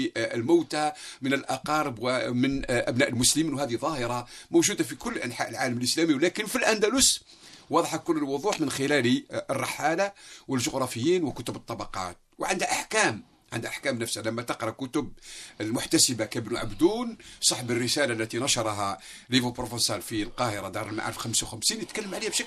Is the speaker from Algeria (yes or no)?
yes; Algeria; وهذه تعتبر نعمة وموجودة حتى في تقاليدنا كجزائريين